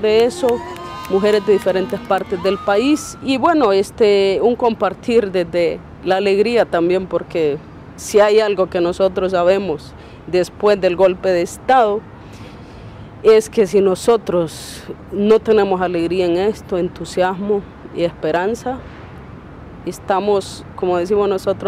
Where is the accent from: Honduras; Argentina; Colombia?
Honduras; yo vengo del sur occidente de Honduras, de una zona más rural, indígena, de sierras, frontera con el oriente de El Salvador